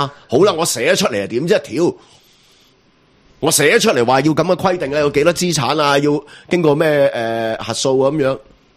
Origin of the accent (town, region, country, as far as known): Hong Kong